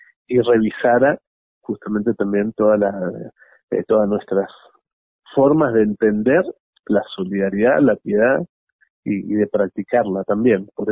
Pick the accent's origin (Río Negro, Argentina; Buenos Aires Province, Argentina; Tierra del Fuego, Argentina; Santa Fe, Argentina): Río Negro, Argentina; Bariloche; Bariloche, que es mi ciudad natal. Yo soy nacido y criado allí y tengo, bueno, mi familia y gente muy querida por allá